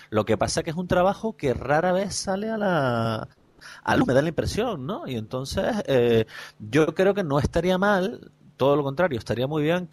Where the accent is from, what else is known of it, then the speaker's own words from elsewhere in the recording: Canary Islands, Spain; por hablar como lo que somos, como gente que somos de Canarias